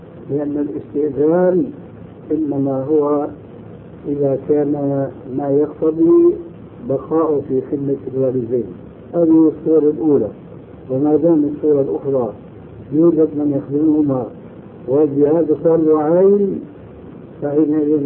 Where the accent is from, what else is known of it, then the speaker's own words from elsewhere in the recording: Syria; وعندنا في الشام يعملون ذلك